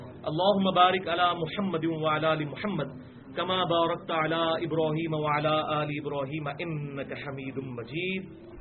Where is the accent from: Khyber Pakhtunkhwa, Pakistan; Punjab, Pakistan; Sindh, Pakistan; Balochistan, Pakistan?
Punjab, Pakistan; Jhelum; now in Islamabad, Pakistan; میں چونکہ 15 سال سے اسلام آباد میں، اسلام آباد بھی میرا شہر ہے اور نیٹو سٹی تو جہلم ہے،